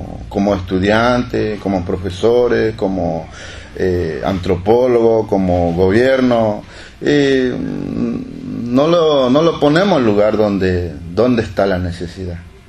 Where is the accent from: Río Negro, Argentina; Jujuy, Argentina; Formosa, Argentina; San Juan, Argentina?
Formosa, Argentina; vengo de la provincia de Formosa, en colonia aborigen La Primavera.